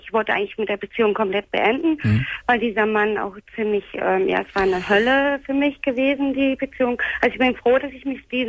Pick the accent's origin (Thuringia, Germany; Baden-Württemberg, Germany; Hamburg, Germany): Hamburg, Germany; Also ich komme ja aus Hamburg.